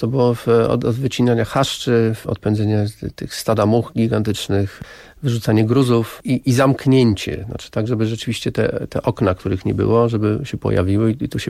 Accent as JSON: {"language": "Polish", "town": "Warsaw", "region": "Masovian Voivodeship", "country": "Poland", "said": "Znaczy ja do tej pory jestem obcym, jestem człowiekiem z Warszawy, więc warszawiakiem."}